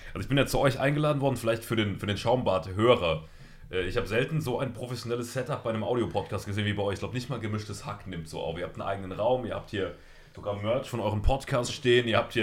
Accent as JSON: {"language": "German", "region": "Saarland", "country": "Germany", "said": "tatsächlich, obwohl ich Saarländer bin."}